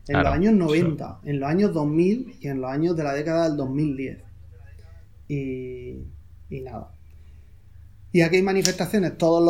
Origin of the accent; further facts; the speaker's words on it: Murcia, Region of Murcia, Spain; yo soy de Murcia y no le tengo un cariño especial a Murcia.